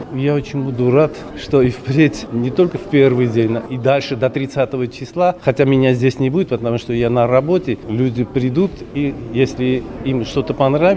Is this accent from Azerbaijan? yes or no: yes; Karabakh, Azerbaijan; привести в Карабах, на мою родину, потому что я тоже из Карабаха